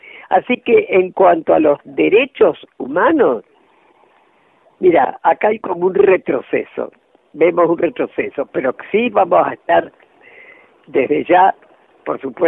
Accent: Argentina; todos los que estamos acá somos argentinos

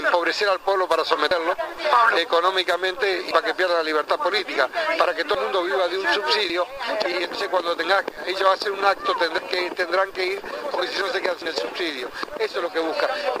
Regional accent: Argentina; Estas son las cosas que uno no puede entender como argentino

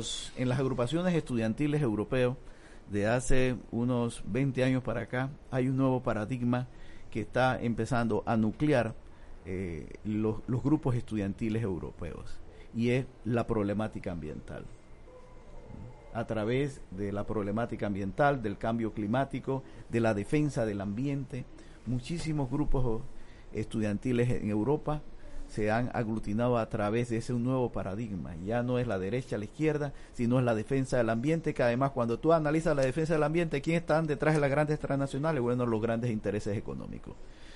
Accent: Panama; tenemos la nación consolidada como panameños

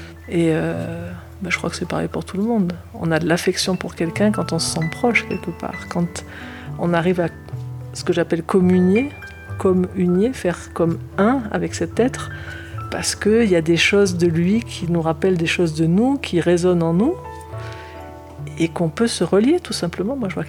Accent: south of France, France; Je suis du Sud, avec un papa marseillais, une maman rémoise, mais qui avait une sacrée tchatche.

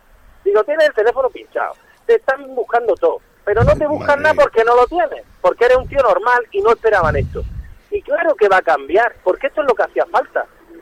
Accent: Andalusia, Spain; yo soy andaluz, yo primero, me escribe gente de todos lados, ¡vente a Madrid! Yo vivo en Granada

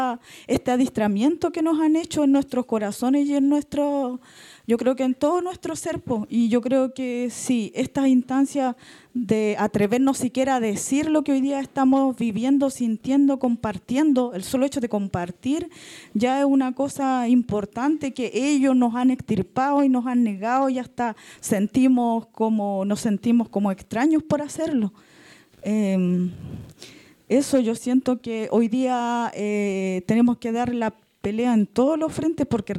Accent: Chucauco, Araucanía, Chile; vengo de Chucauco, la comunidad Ignacio Moreno

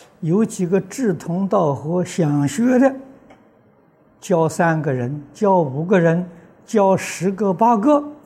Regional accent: China; 说自然的灾难，我们中国人讲天灾也能避免吗？

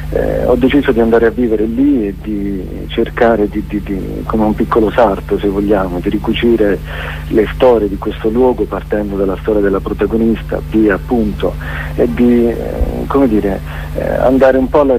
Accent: Basilicata, Italy; Io sono lucano e vivo non molto distante lì da Cracco, questo paese abbandonato

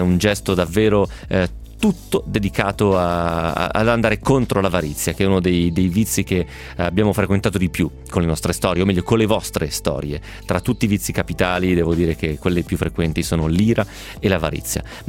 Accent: Carbonara di Bari, Apulia, Italy; nel mio paese, Carbonara di Bari.

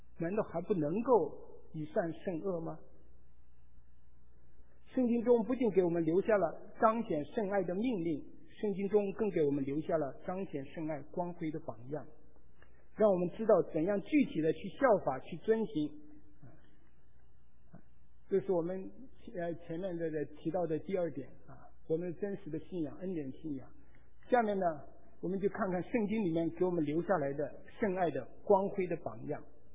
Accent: China; 我们中国人常常说，此仇不报，死不什么，死不瞑目。

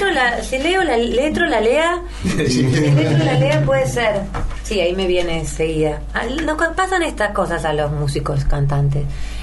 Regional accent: Palermo, Buenos Aires, Argentina; De Palermo.

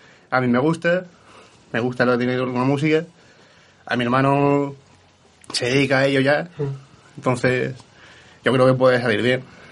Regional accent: Zaragoza, Aragon, Spain; soy de Zaragoza. Y me vine a ver a mi hermano el veranito.

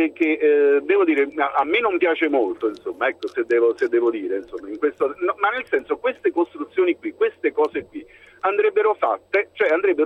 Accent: Naples, Campania, Italy; io sono un napoletano che sa praticamente il pendolare fra Napoli e Milano

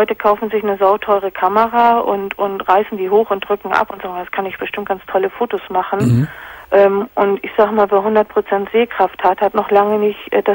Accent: Hamburg, Germany; Ich wohne jetzt hier seit 20 Jahren in der Gegend. Ich komme eigentlich aus Hamburg.

